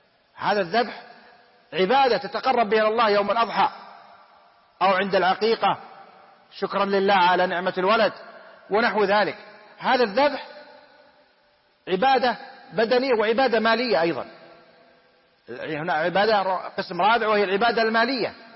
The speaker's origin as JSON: {"language": "Arabic", "country": "Saudi Arabia", "said": "الحمد لله بلادنا المملكة العربية السعودية بلاد إسلام، بلاد توحيد"}